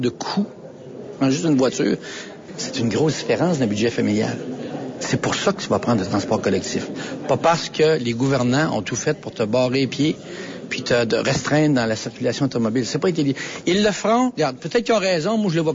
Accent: Quebec, Canada; On est des Nord-Américains, et premièrement, les villes sont beaucoup moins densifiées, en tout cas, quant à Québec.

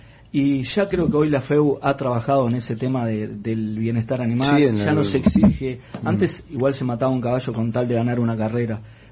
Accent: Sarandí Grande, Florida, Uruguay; Entre semanas se trabajaba, pero en mi pueblo había un raíz y se paraba...

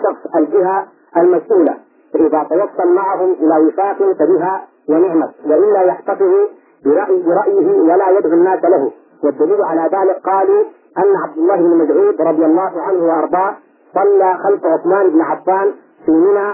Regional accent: Sudan; عندنا في السودان

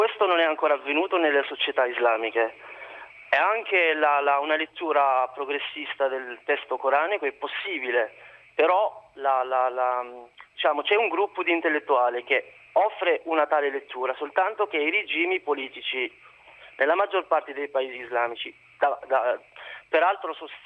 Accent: Morocco; Io sono del Marocco.

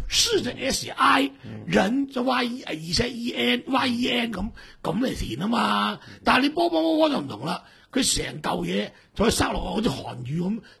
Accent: Hong Kong

